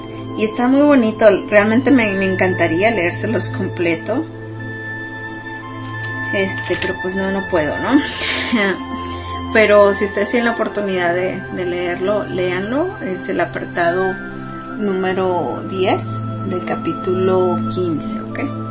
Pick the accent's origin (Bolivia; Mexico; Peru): Mexico; hoy en día yo soy de origen mexicano, ¿no?